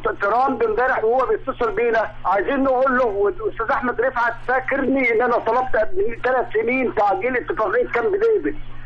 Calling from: Alexandria, Alexandria Governorate, Egypt; انا بكلم حضرتك من اسكندريه

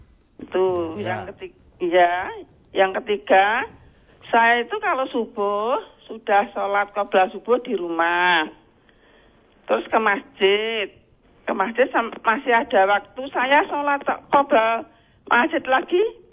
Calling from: Mojosongo, Central Java, Indonesia; Dari Mojosongo.

